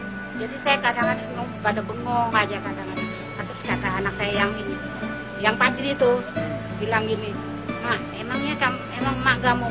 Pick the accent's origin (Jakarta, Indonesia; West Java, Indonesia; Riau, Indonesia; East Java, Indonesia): Jakarta, Indonesia; kan bahasa orang Betawi kan, saya orang Betawi ya.